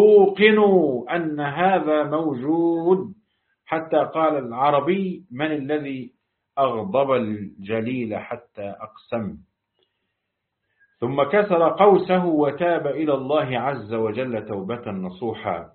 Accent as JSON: {"language": "Arabic", "country": "Egypt", "said": "وعندنا في مصر مثل يقول لاقيني ولا تغديني"}